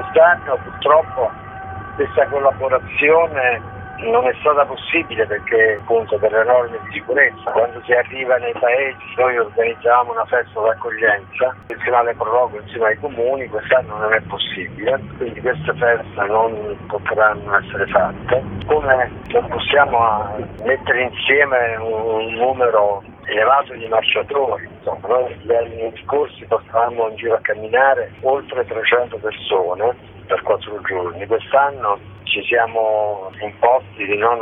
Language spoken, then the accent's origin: Italian; Molise, Italy; per poi arrivare a un paesino del Molise, che poi è il mio paese